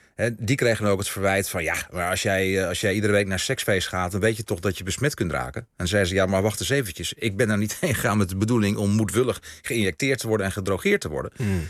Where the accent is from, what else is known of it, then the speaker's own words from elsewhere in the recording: northern Netherlands, Netherlands; Ik ben een Noorderling.